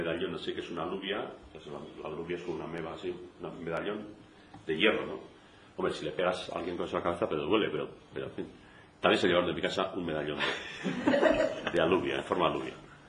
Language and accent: Spanish; Tolosa, Basque Country, Spain; Menú Tolosa, había, yo soy de Tolosa, menú Tolosa, alubias de Tolosa.